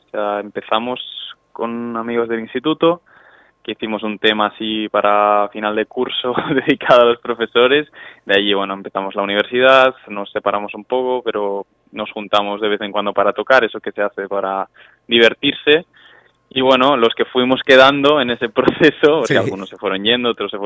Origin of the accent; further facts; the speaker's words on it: Tarragona, Catalonia, Spain; cantar porque nosotros somos de Tarragona, habíamos hecho temas, de hecho hay un tema en catalán en el disco